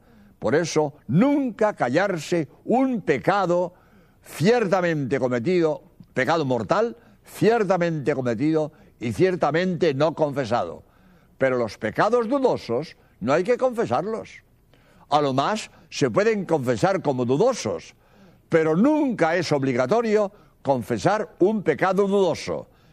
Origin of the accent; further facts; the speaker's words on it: Spain; soy jesuita español